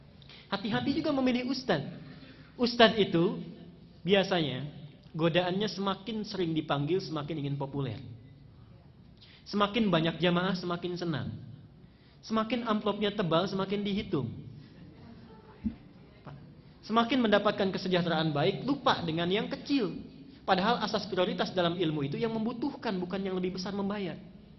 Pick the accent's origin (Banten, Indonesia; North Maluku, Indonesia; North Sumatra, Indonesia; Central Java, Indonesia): Banten, Indonesia; Karena tahu saya datang dari Banten